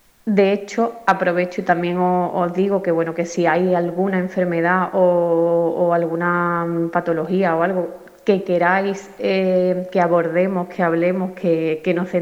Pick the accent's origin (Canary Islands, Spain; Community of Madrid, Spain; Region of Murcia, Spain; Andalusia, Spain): Andalusia, Spain; Gelves; soy de aquí de Gelves, llevo un tiempo viviendo fuera, pero sigo siendo de aquí.